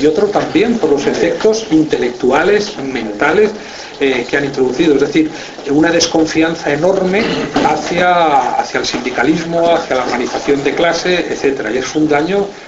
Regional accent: Spain; como ciudadano español que soy, me sigue preocupando muchísimo el llamado conflicto vasco

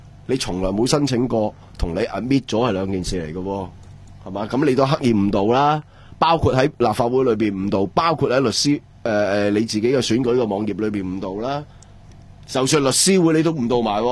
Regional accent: Hong Kong

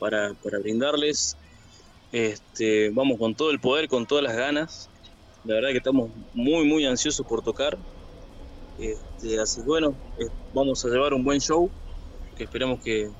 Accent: Palpalá, Jujuy, Argentina; yo sí tengo vecinos, yo soy de Palpalá.

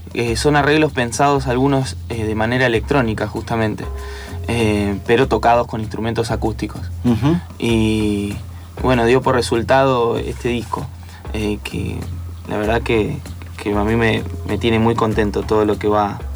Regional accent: Buenos Aires Province, Argentina; si me tengo que definir como de dónde pertenezco, digo, bueno, soy bonaerense.

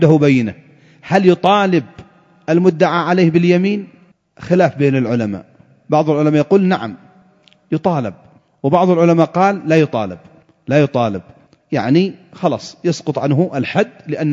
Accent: Yemen; فإذا كان المتنازع عليه مثلا عندنا في اليمن سلاحا آلي أو جنبية أو غترة

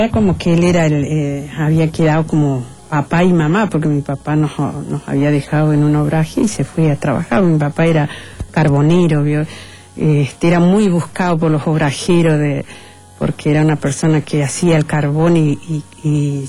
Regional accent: Santiago del Estero, Argentina; born there; En Santiago del Estero.

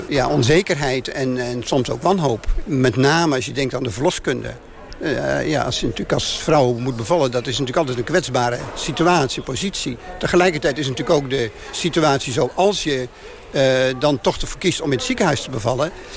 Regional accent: Urk, Flevoland, Netherlands; En dat geldt met name ook voor Urk, hè, waar ik vandaan kom.

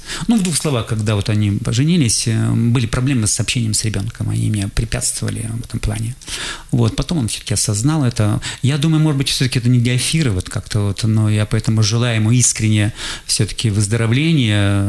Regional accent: Krasnoyarsk, Krasnoyarsk Krai, Russia; Я тут говорю, вот я приехал из Красноярска, вот я хотел бы послушать концерт.

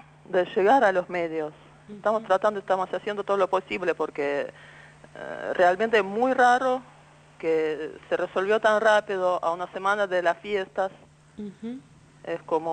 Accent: Moscow, Russia; Spanish is a second language; now in Argentina; Soy rusa, de uh-huh. Moscú.

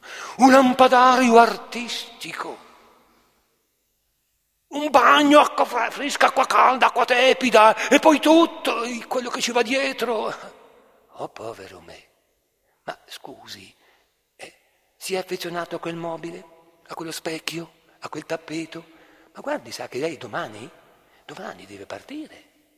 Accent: Trentino-Alto Adige, Italy; o su da noi nel Trentino

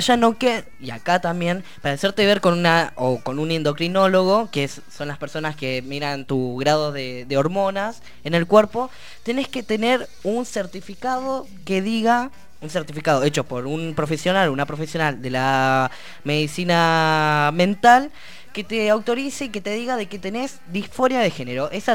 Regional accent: Neuquén, Argentina; Yo vengo del Neuquén, como ya se los comenté

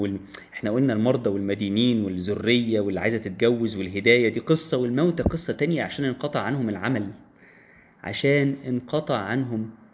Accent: Egypt; بلادنا مصر منتظرة مننا

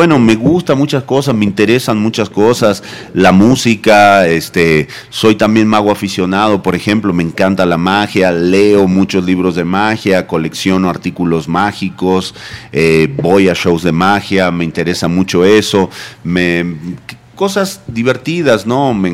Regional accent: Jujuy, Argentina; Esa es la Quebrada de Humahuaca, esa es mi tierra natal.

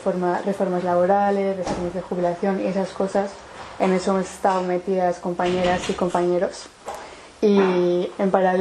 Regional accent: San Sebastián, Basque Country, Spain; now in Paris, France; Yo soy de Donosti, pero llevo viviendo 5 años en París

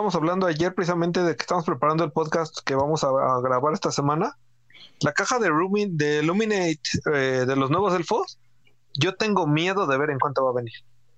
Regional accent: Mexico; Como buenos mexicanos, vamos a estar mentando madres 2 semanas.

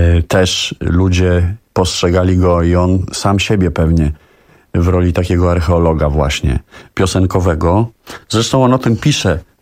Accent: Warsaw, Masovian Voivodeship, Poland; Pochodzę bowiem z warszawskiego Czerniakowa. Wychowałem się w jego atmosferze

